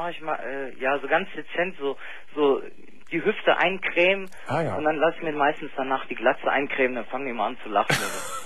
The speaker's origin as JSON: {"language": "German", "country": "Brazil", "tie": "born or raised there", "lives_now": "Germany", "said": "Also ich bin in Deutschland geboren, bin in Brasilien groß geworden."}